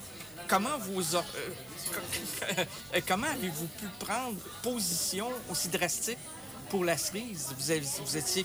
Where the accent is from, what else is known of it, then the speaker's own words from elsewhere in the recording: Quebec City, Quebec, Canada; j'écoutais France Inter chez moi à Québec.